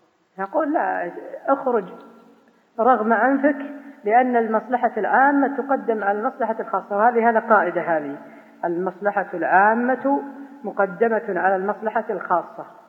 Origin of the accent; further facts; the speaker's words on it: Najd, Saudi Arabia; يسمونها عندنا في نجد يكاسر